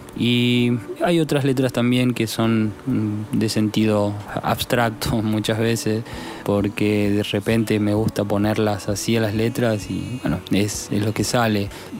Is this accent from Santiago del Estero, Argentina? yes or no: yes; Frías, Santiago del Estero, Argentina; Tanto Agustín como yo somos de Santiago del Estero, de Frías, precisamente.